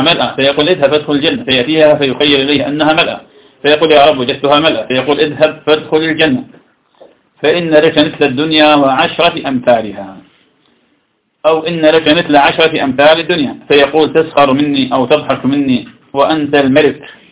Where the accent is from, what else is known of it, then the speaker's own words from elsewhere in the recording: Iraq; درس عندنا في العراق